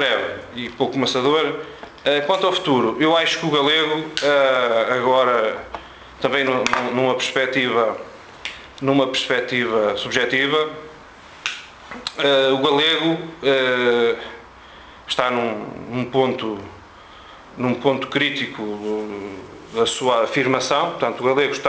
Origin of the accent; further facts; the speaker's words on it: Braga, Norte, Portugal; eu sou de Braga, trabalho em Tomar.